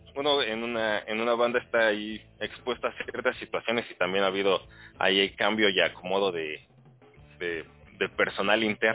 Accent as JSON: {"language": "Spanish", "town": "Tizayuca", "region": "Hidalgo", "country": "Mexico", "said": "Somos de Tizayuca, Hidalgo, por ahí cerca de Pachuca."}